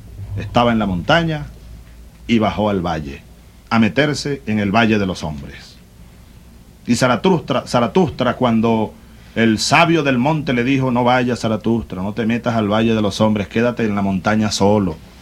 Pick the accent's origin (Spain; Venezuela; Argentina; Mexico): Venezuela; como venezolano y comandante en jefe de la Fuerza Armada